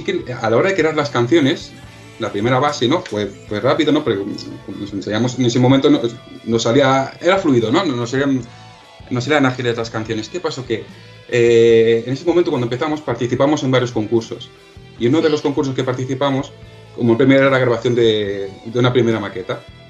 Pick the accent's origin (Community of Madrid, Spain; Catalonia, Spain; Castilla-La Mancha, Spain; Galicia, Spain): Catalonia, Spain; Badalona; Porque soy de Badalona, ¿no? Siempre he ido a ese concurso